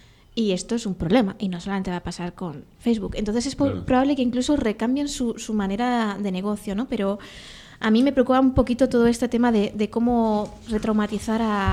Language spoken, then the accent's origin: Spanish; Castilla-La Mancha, Spain; Porque yo soy manchega, Y nuestra cultura de la muerte es bastante potente.